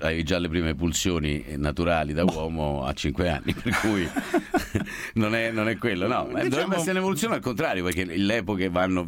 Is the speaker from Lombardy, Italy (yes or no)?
no; Rome, Lazio, Italy; Io sono di Monteverde Vecchio, Roma.